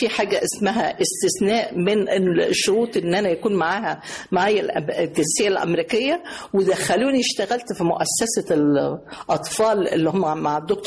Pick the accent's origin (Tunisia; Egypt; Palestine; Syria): Egypt; بموت في مصر، بحب مصر. انا مصر، انا من مصر، انا بنت.